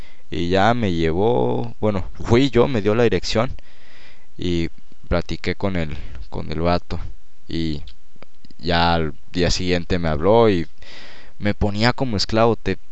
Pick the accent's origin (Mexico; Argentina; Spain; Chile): Mexico; Tampico, Tamaulipas; now in Monterrey, Mexico; Lo mío empezó porque yo llegué a Monterrey de Tampico. De Tampico y ahí estuve viviendo 2 meses en Monterrey con mi mamá.